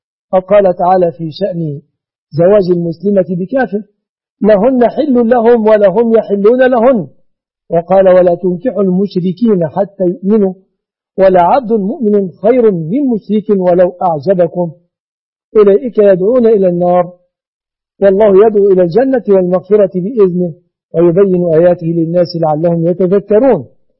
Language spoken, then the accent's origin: Arabic; Egypt; بلادنا مصر